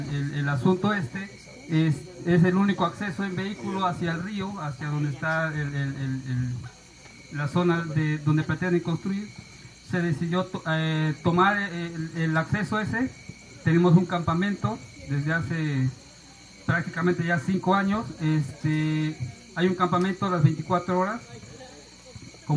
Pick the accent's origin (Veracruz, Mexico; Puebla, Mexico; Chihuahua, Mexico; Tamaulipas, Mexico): Veracruz, Mexico; Jalcomulco; venimos de Calcomulco, Veracruz, estamos a 40 minutos más o menos de la capital, Jalapa.